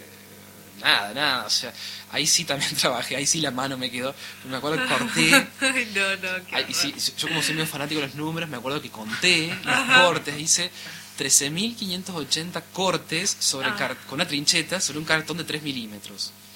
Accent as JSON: {"language": "Spanish", "region": "Córdoba", "country": "Argentina", "said": "No es mi lugar, yo no soy cordobés, soy del sur de Córdoba"}